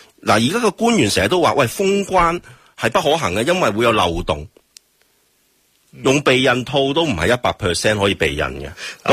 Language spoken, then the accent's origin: Cantonese; Hong Kong; 而家我哋香港人，我谂人同此心，我哋求生啫，我哋求条活路